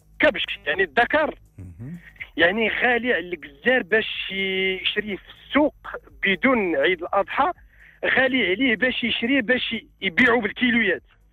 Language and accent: Arabic; Tizitine, Rabat-Salé-Kénitra, Morocco; من تيزيتين بأيت حمو بولمان قيادة أيت ميمون إقليم الخميسات